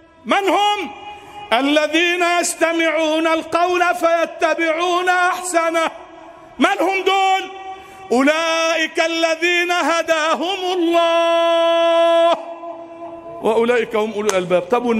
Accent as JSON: {"language": "Arabic", "country": "Egypt", "said": "اللهم اجعل بلدنا مصر أمنا أمانا، سخاء رخاء. اجعل مصرنا أمنا أمانا، سخاء رخاء"}